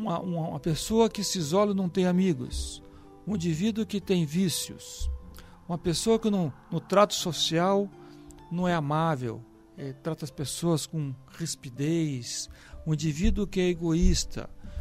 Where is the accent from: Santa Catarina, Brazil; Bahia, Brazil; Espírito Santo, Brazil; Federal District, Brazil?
Espírito Santo, Brazil; Vitória; Ele foi inclusive lá na minha cidade natal, em Vitória